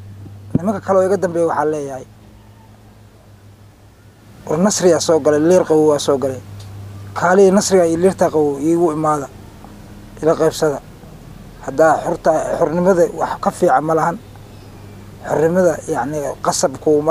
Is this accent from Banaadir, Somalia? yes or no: no; Jamaame, Lower Juba, Somalia; born there; ku dhashay degmada Jamaame. Waxaan ka imid hadda aan kasoo galay degmada Baar Dheere.